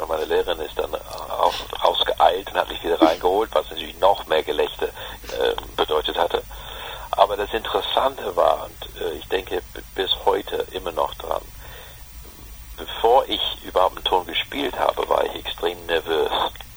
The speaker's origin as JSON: {"language": "German", "region": "London", "country": "United Kingdom", "tie": "born or raised there", "said": "ich bin groß geworden in London mit dem Original House of Cards."}